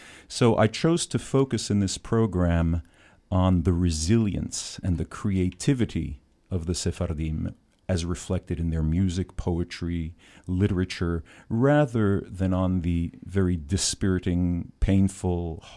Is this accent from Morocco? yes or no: yes; Casablanca, Casablanca-Settat, Morocco; Well, I was born in Casablanca during the time of the French protectorate, and so I grew up listening to music of many different cultures